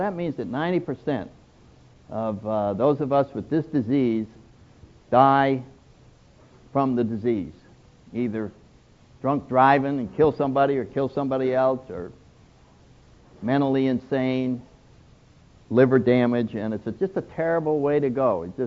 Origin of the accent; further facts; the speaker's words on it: New England, United States; I'm from New England, so I take great pleasure in the fact that this huge spiritual, social movement that is now spread all over the world did not start in California.